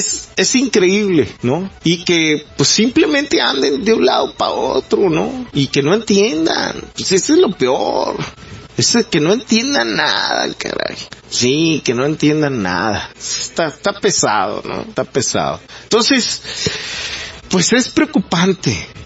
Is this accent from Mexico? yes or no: yes; Mexico; somos los mexicanos bien pendejos para explotarlo